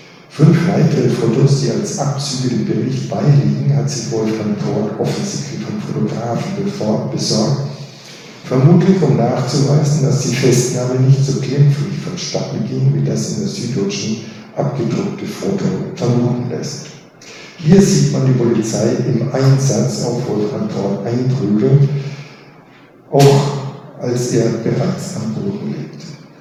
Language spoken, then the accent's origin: German; Alfeld, Lower Saxony, Germany; als ich in meiner Heimatstadt Ahlfeld im Jahre 1961